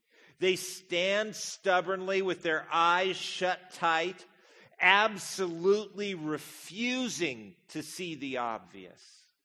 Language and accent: English; Spokane, Washington, United States; I grew up here in Spokane